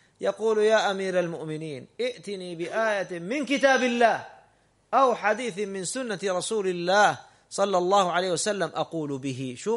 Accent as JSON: {"language": "Arabic", "country": "Saudi Arabia", "said": "هذا بعض الدعاة عندنا في السعودية وغيرهم"}